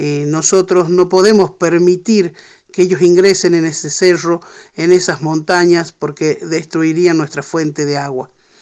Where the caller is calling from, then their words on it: Andalgalá, Catamarca, Argentina; Bueno, un abrazo auditivo desde aquí, desde Andalgalá. … de la Asamblea del Algarrobo